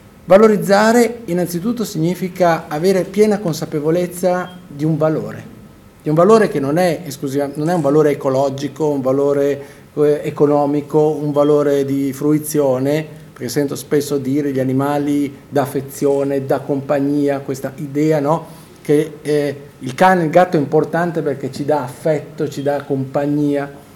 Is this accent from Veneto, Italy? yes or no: no; Bologna, Emilia-Romagna, Italy; born there; tutta la mia famiglia viene da Amola, San Giovanni in Persiceto, quindi anche se io sono nato a Bologna, però mio padre è nato qua